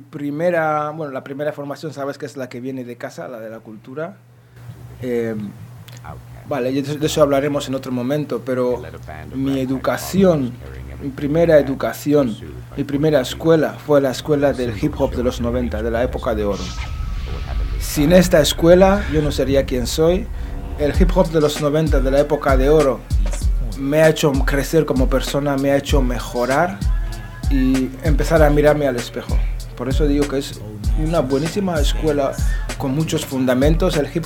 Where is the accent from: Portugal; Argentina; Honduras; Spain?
Spain; Bilbao, Basque Country; Ahora mi familia vive ahí. Cuando crecí en Bilbao, crecí más por la zona de Iturribide.